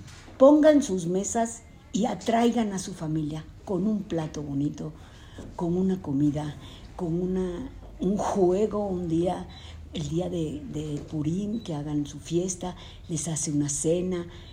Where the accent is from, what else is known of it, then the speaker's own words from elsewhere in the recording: Colón, Panama; born there; Nací en Colón, República de Panamá, el 6 de agosto de 1942.